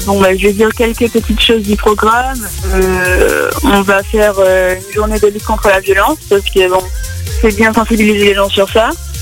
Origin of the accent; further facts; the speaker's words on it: France; Je suis de France, hein.